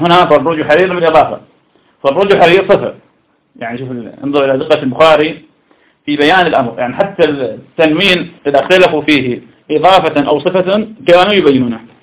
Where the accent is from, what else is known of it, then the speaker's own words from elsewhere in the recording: Iraq; يعني تسأل عندنا في العراق شخص اسمه عبد القادر العامي